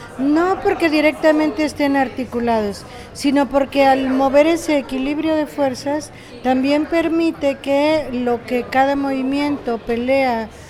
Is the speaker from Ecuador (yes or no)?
no; Mexico; yo que vengo de México, lo que está en juego aquí es la radicalización de la violencia en México